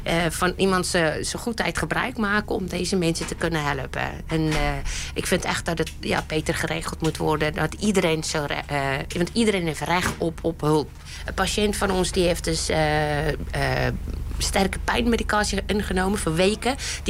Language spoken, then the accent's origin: Dutch; South Africa; Dutch is a second language; moved away as an adult; now in Netherlands; Ja, ik kom zelf uit Zuid-Afrika. Daar heb ik mijn opleiding gedaan.